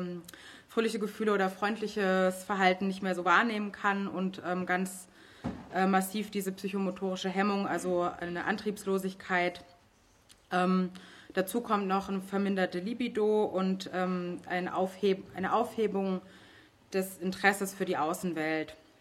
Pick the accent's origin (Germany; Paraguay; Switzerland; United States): Germany; Leipzig, Saxony; Ich komme aus Leipzig, wie du schon gesagt hast.